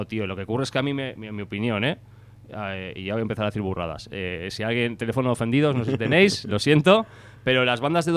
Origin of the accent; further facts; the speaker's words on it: Trintxerpe, Basque Country, Spain; also born or lived in San Sebastián; Luego estoy yo, que soy básicamente de Trincherpe, aunque la verdad es que también un poco medio donostiarra, pero bueno, yo soy un poco ciudadano del mundo